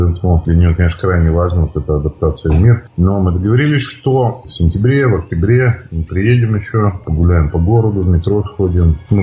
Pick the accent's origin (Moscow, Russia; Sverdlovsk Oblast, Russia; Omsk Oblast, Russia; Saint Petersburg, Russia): Sverdlovsk Oblast, Russia; Yekaterinburg; мы не из Петербурга, а с Екатеринбурга.